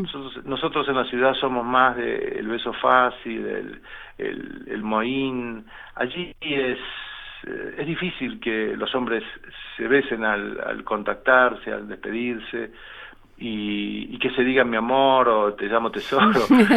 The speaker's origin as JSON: {"language": "Spanish", "country": "Argentina", "said": "yo me doy cuenta que soy argentino y que he padecido lo que he padecido dentro de la Argentina"}